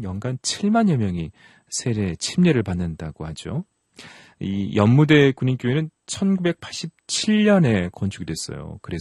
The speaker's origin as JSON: {"language": "Korean", "town": "Nonsan", "region": "South Chungcheong", "country": "South Korea", "said": "저도 논산 출신인데요."}